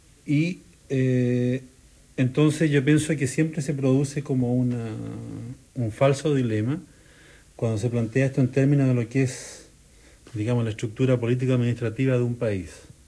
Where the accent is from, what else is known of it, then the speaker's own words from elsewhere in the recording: Santiago, Santiago Metropolitan Region, Chile; yo, por ejemplo, para bien o para mal soy santiaguino, y ni siquiera soy santiaguino, ¿no es cierto?, en toda su extensión, soy santiaguino de un cierto barrio.